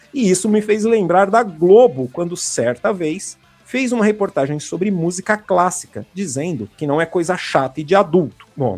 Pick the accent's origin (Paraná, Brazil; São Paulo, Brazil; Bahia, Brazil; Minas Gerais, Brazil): São Paulo, Brazil; Sou paulista.